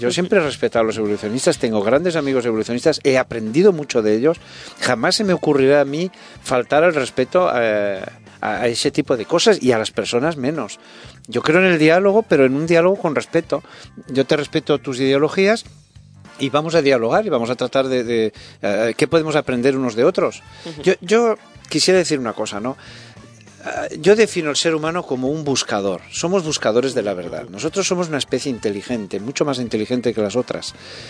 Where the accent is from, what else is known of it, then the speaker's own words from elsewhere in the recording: Spain; Entonces, eso yo creo que, como español, me siento muy avergonzado que España haya reaccionado de esa manera.